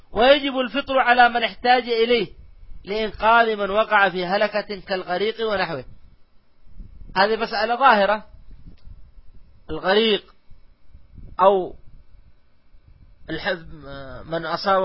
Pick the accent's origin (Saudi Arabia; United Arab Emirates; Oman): Saudi Arabia; خاصة عندنا في المملكة العربية السعودية